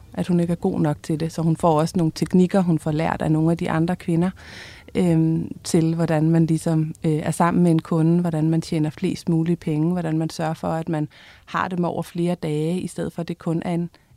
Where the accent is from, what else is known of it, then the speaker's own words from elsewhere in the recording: Jutland, Denmark; vi på en måde alle sammen er fra Jylland.